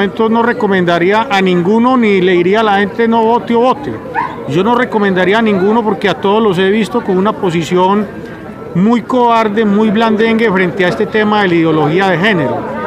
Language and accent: Spanish; Medellín, Antioquia, Colombia; born there; Yo soy nacido aquí en Medellín.